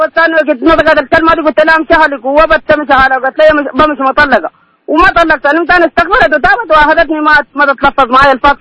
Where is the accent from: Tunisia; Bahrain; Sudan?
Sudan; نحن ثلاثة أنفار جايين من جينا من السودان وعملنا عمرة